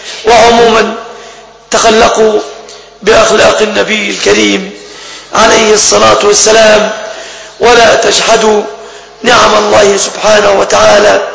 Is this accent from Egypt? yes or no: yes; Egypt; بلادنا مصر